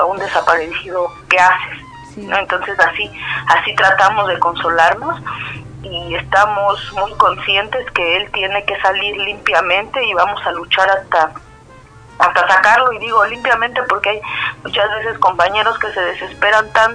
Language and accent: Spanish; Mexico City, Mexico; now in Oaxaca, Mexico; Yo soy del DF, toda mi familia vive en el DF.